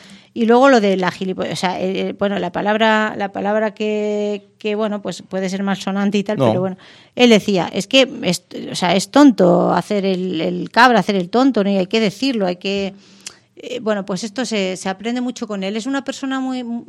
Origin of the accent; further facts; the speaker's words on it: Mérida, Extremadura, Spain; por ejemplo, en Mérida, en mi tierra